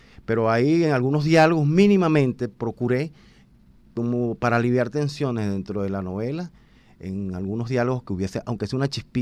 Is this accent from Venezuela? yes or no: yes; Venezuela; la única manera de plantarse que yo veo como ciudadano venezolano en un momento como este